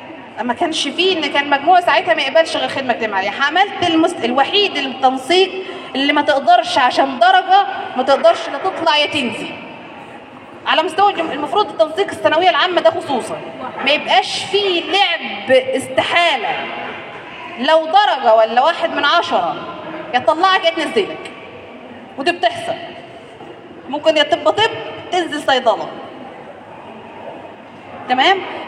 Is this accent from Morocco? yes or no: no; Mallawi, Minya Governorate, Egypt; now in Asyut, Egypt; لكن انا اصلا مش من اسيوط، يعني انا اصلا من ملوي. لكن انا دلوقتي بقيت قاعد في محافظه اسيوط وشغلي في اسيوط وفي كليتي.